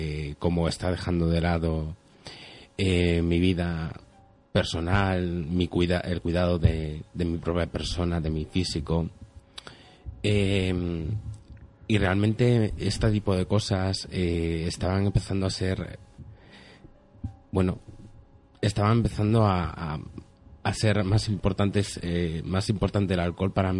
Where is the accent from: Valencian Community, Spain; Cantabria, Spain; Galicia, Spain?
Cantabria, Spain; Torrelavega; yo tengo 27 años y … soy de aquí de la zona de Torlavega.